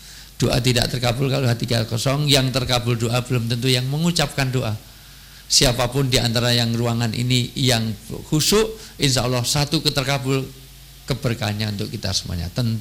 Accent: Yogyakarta, Special Region of Yogyakarta, Indonesia; selaku warga Jogja yang banyak meninggalkan Jogja, banyak di Jakarta, banyak di semuanya

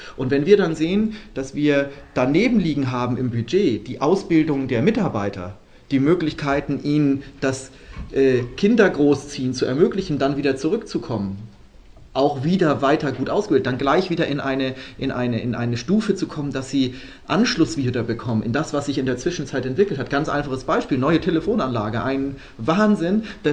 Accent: Northern Germany, Germany; ich komme aus Norddeutschland und bin ja wie ein Sizilianer, wie Sie vielleicht merken, also eher schnell dabei.

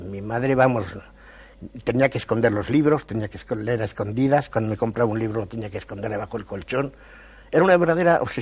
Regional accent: Basque Country, Spain; first language Basque; Spanish is a second language; Bueno, yo de niño no hablaba el castellano, hablaba el euskera.

